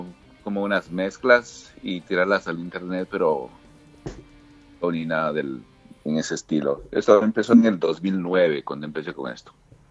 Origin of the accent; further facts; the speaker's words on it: Ecuador; Yo siendo ecuatoriano, pues apoyo mucho las bandas del Ecuador y Latinoamérica